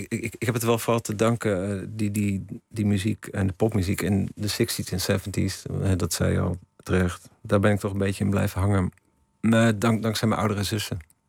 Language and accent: Dutch; Ermelo, Gelderland, Netherlands; Ik ben in Ermelo opgegroeid.